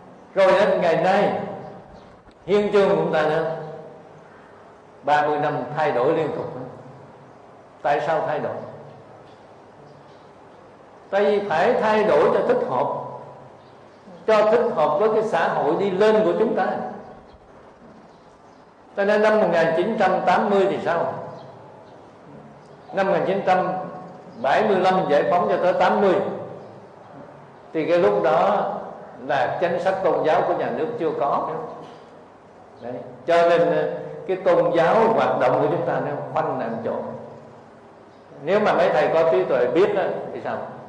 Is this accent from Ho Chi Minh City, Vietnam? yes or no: yes; Củ Chi, Ho Chi Minh City, Vietnam; now in Ho Chi Minh City, Vietnam; Cho nên tôi ở thành phố Hồ Chí Minh ấy, mà tôi đi về quê của tôi ở Củ Chi, quê là vùng cách mạng.